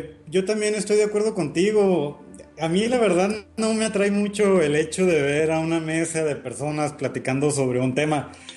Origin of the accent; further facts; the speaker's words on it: Sonora, Mexico; Yo soy del norte de la República, de Sonora.